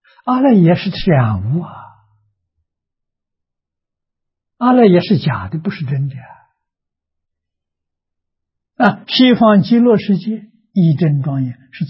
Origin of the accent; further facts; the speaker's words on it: China; 我们中国人讲320亿20兆